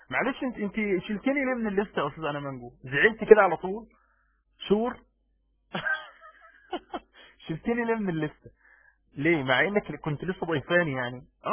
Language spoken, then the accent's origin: Arabic; Egypt; يعني عشان بس كذاب عندنا في مصر